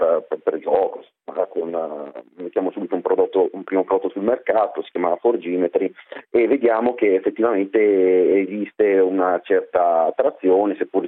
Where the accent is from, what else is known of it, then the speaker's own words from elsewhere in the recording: Varese, Lombardy, Italy; Allora, 30 anni, sono di Varese